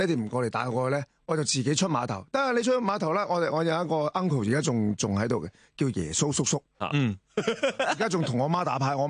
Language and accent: Cantonese; Macau; also born or lived in Hong Kong; 我香港出世嘅，但系我澳门人，即系好特别嘅。我爷嗰代我哋就全部都喺澳门噶，咁、但系我出世，因为妈咪香港人，咁、所以我就喺香港出世。基本上我喺澳门长大。